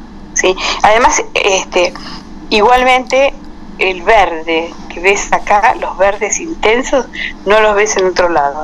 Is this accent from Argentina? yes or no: yes; Argentina; Y yo soy argentina, ¿viste?